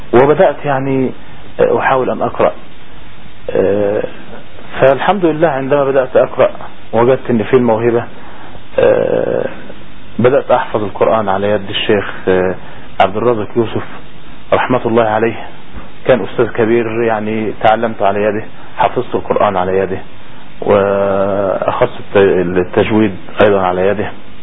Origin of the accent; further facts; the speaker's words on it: Egypt; كان عمري 15 عام، يعني في ذلك الحين كنت عندنا في مصر كنت في مرحلة الإعدادية